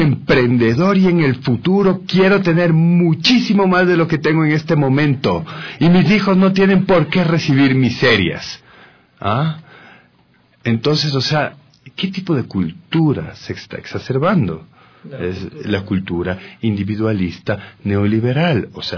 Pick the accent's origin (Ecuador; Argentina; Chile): Ecuador; esas son las opiniones con las cuales nosotros como ecuatorianos tenemos que convivir todo el tiempo